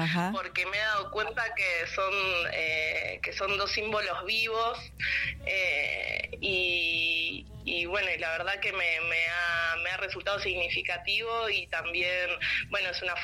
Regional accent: Argentina; cuando digo que soy argentina, me preguntan por las madres de Plaza de Mayo.

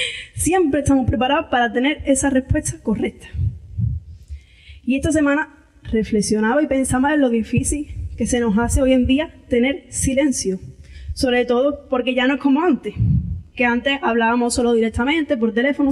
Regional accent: Andalusia, Spain; porque yo, como buena andaluza, hablo mucho

